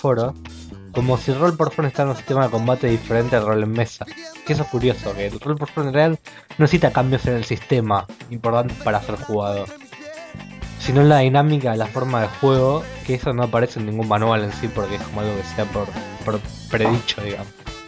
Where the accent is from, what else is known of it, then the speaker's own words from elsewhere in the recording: Argentina; a mí como argentino, me resultaba difícil acomodarme a los horarios de los españoles